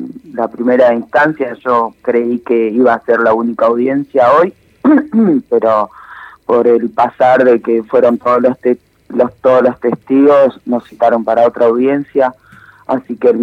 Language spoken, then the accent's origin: Spanish; Olavarría, Buenos Aires Province, Argentina; now in Buenos Aires, Argentina; yo soy de Olavarría, hace 3 años que estoy en Buenos Aires